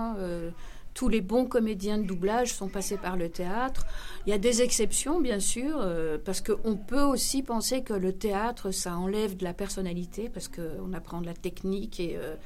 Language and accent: French; Belgium; j'ai commencé, et c'était en Belgique, parce que je suis belge, en fait, je ne suis pas française.